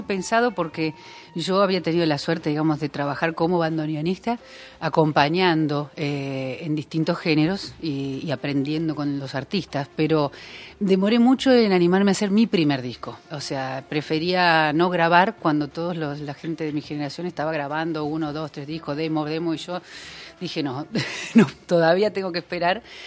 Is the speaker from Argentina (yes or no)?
yes; Paraná, Entre Ríos, Argentina; en aquellos años que me crié en Paraná, disfrutar de alternativa musical argentina